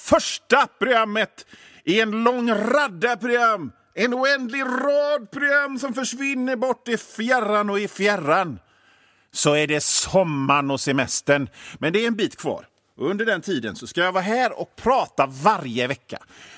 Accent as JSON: {"language": "Swedish", "town": "Hönö", "region": "Västra Götaland County", "country": "Sweden", "tie": "born or raised there", "also_born_or_lived": "Mölndal", "said": "För jag är ju från Bohuslän. Jag är född i Mölndal i och för sig. Men sen så togs jag en liten korg i en vit Opel. För det var det faktiskt. Även om det var beige. Ja, skit i det. Till Hönö där jag växte upp."}